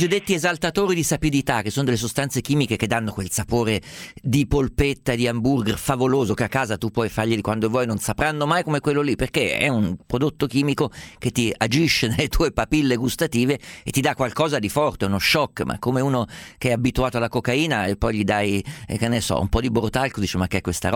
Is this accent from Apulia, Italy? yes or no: no; Umbria, Italy; Guarda, io sono umbro, ero abituato a mangiare l'aglio a pezzi strofinato sulla bruschetta.